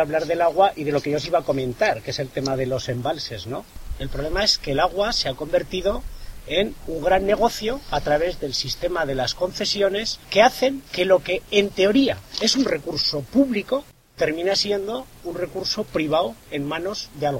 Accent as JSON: {"language": "Spanish", "town": "Artieda", "region": "Aragon", "country": "Spain", "tie": "born or raised there", "said": "en concreto en mi pueblo, en Artieda, pues hubo gente que decidió quedarse allí"}